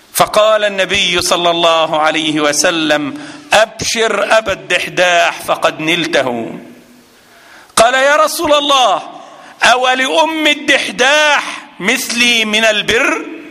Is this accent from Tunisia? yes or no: no; Egypt; هذا عندنا في مصر مال كبير